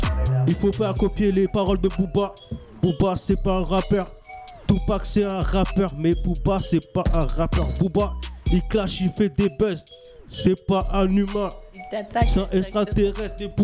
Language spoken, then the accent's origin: French; Montreuil, Île-de-France, France; Je suis né à Montreuil sous bois, 100% Montreuil. Montreuil sous bois pur, 93-100.